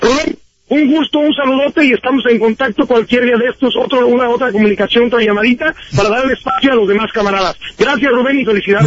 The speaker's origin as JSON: {"language": "Spanish", "country": "Mexico", "said": "independientemente de la nación de la que vengamos, yo como mexicano voy muy de acuerdo con la llamada anterior"}